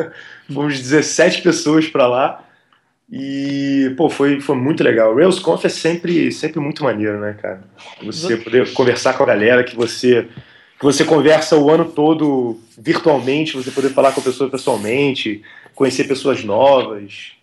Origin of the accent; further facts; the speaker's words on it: Rio de Janeiro, Brazil; born there; also born or lived in Belém; Eu nasci no Rio, aí o pessoal do Rio conversa comigo, aí eles falam, pô, seu sotaque é estranho. Aí eu morei muito tempo em Belém, o pessoal de Belém conversa comigo, fala, pô, seu sotaque é estranho. Aí é, cara, eu não sei onde eu sou mais.